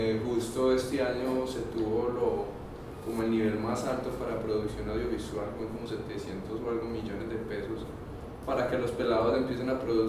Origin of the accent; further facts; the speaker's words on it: Antioquia, Colombia; Yo soy de Belén y pues realmente en Belén no he encontrado